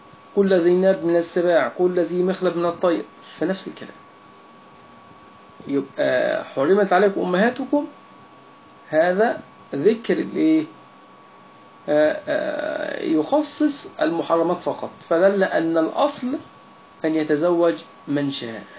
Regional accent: Egypt; يعني عندنا في مصر يقول

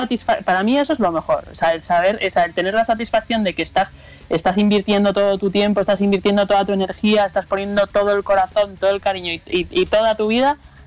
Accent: San Sebastián, Basque Country, Spain; Somos vascas, somos de Guipúzcoa, concretamente de San Sebastián, aunque todo el mundo piensa que somos de Bilbao

